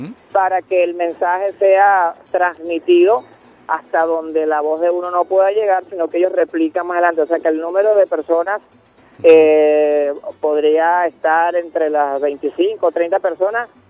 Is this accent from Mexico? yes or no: no; Apure, Venezuela; es una manifestación que traigo de mis raíces, de mi pueblo, Palmarí de Estado Apure.